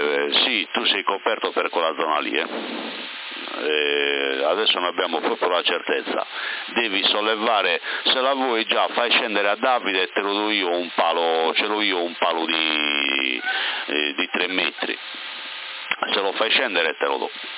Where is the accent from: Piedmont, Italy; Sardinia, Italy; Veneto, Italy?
Sardinia, Italy; Porto Torres; mi sentivi un po' di tempo fa da Porto Torres, perché io sono di Porto Torres, però da circa 8 anni, anzi bugia, 10 anni vivo qua in, diciamo tra Porto Torres e Sorso